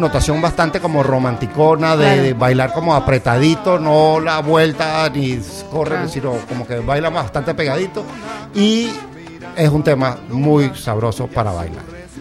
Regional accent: Venezuela; Tiene que ver con mi tierra.

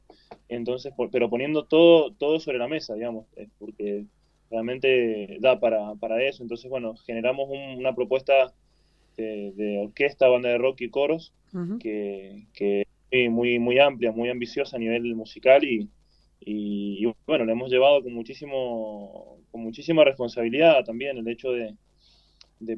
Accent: Argentina; soy argentino, toqué durante casi 20 años la música

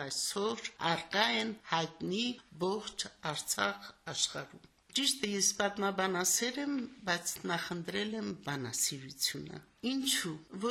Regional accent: Samtskhe-Javakheti, Georgia; moved away; also born or lived in Shushi

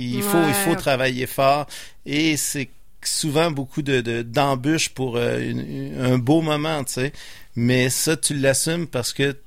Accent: Repentigny, Quebec, Canada; j'ai été au collège Repentigny. Je viens de Repentigny.

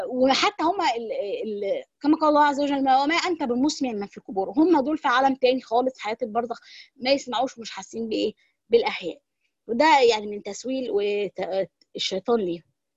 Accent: Egypt; عارفين انتوا عندنا في مصر او في بعض الدول

